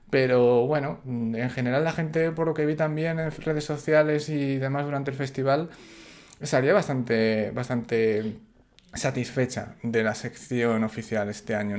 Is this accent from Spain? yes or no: yes; Salamanca, Castile and León, Spain; de Salamanca